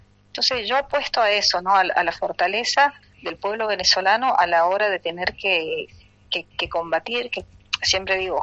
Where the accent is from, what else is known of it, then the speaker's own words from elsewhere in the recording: Salta, Argentina; nosotros los salteños sabemos mucho porque venimos de la tierra de Güemes